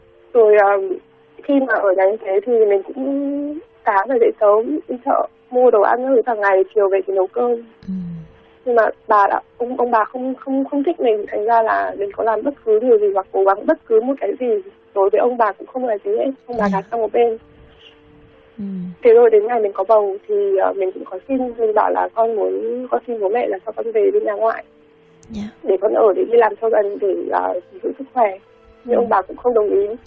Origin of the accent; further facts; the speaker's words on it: Hanoi, Vietnam; mình sinh ra và lớn lên ở Hà Nội.